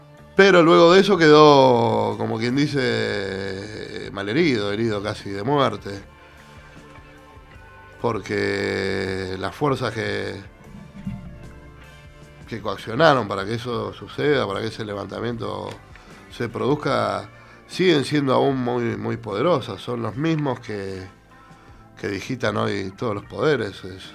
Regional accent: Buenos Aires, Argentina; yo era un pibe, como expliqué en el programa anterior, me crié cerca de Plaza de Mayo, ahí en el centro

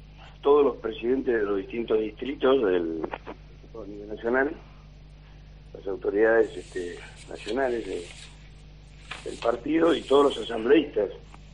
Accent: Santa Cruz, Argentina; Es para mí motivo de orgullo y de reconocimiento para todos los santacruceños que trabajamos en la construcción del PRO

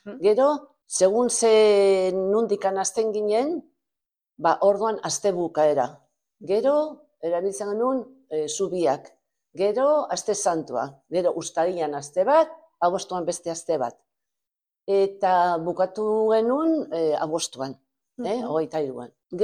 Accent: Portbou, Catalonia, Spain; now in Barcelona, Spain; hazi ginen Portbouten, eta bueno, a ber, noiz arte. Gaude orain Bartzelona aldea.

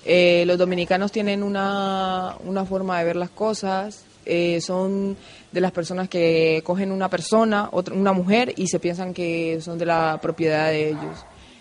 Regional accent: Colombia; now in Spain; Me he encontrado un montón de gente de donde yo soy, del pueblo, del mismo pueblo, donde nos hemos criado juntos.

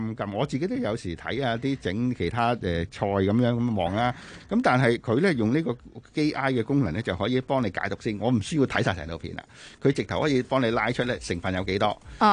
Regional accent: Hong Kong

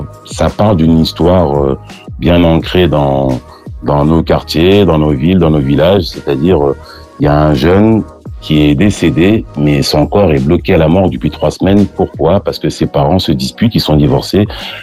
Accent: La Tronche, Auvergne-Rhône-Alpes, France; born there; now in Île-de-France, France; moi, là aujourd'hui, j'habite en région parisienne, mais je suis né à La Tronche.

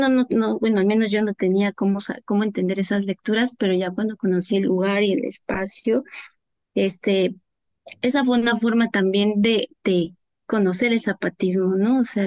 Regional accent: Huautla de Jiménez, Oaxaca, Mexico; now in Valle de Chalco, Mexico; yo vivo en Valle de Chalco, No soy originaria de aquí, soy originaria de Oaxaca, de Huautla de Jiménez, de la Sierra Mazateca, somos migrantes.

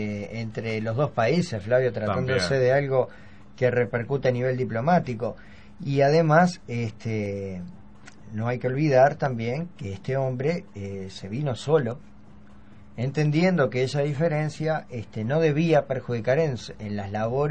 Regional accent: Uruguay; no tenemos que hablar de cómo somos los uruguayos y cómo son las uruguayas.

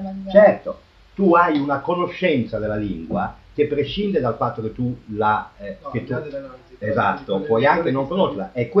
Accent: northern Italy, Italy; accent: vaguely northern Italian; Io ho un accento vagamente nord italico

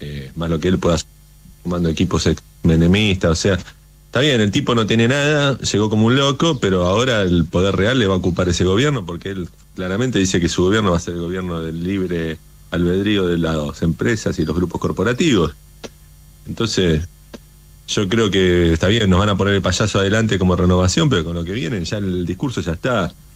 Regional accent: Tigre, Buenos Aires Province, Argentina; Yo soy de acá de Tigre, no lo quiere nadie.

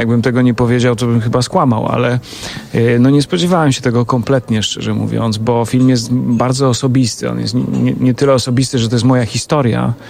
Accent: Łomża, Podlaskie Voivodeship, Poland; Nie, ja jestem z Łomży.

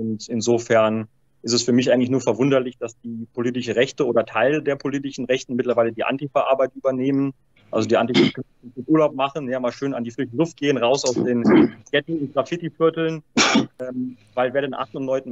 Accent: Germany; warum ich als Deutscher, als Nationaler und als Völkerfreund auf der Seite der Ukraine stehe

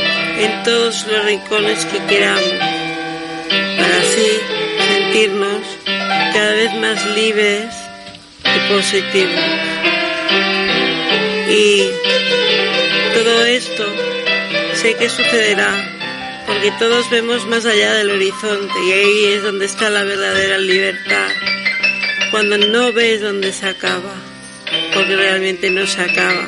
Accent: Barcelona, Catalonia, Spain; born there; Yo nací en Barcelona y me siento bien aquí.

